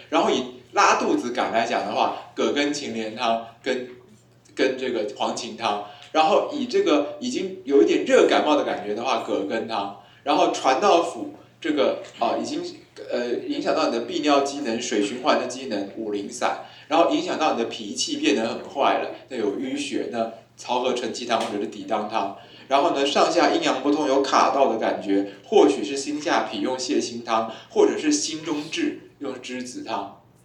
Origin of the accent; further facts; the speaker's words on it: Taiwan; 像我们台湾人喜欢用的一个标准版本的食谱叫做傅培梅食谱